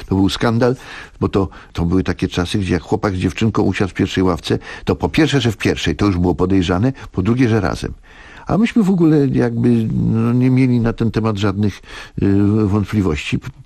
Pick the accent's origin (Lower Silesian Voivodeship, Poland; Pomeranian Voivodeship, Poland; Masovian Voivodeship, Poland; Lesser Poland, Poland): Masovian Voivodeship, Poland; ja jestem chłopakiem ze Starówki. Ja to jak sobie teraz to odtwarzam po latach, to przecież na tym Starym Mieście, ja mieszkałem na klatce, u mnie na dole mieszkał Bronisław Linkę. Grafik.